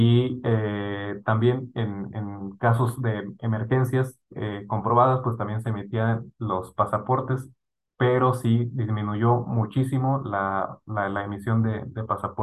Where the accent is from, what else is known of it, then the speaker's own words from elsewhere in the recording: Mexico; Entonces yo cuando leo esto, pienso en mi país. Es algo que yo quisiera para México, ¿no?